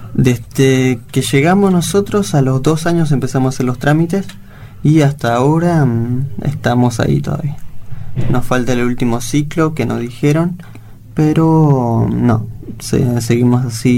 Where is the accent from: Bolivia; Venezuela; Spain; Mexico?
Bolivia; now in Argentina; Yo soy boliviano y la verdad estoy orgulloso y también de acá en Argentina de poder ahora adaptarme, lo que sí me costó mucho.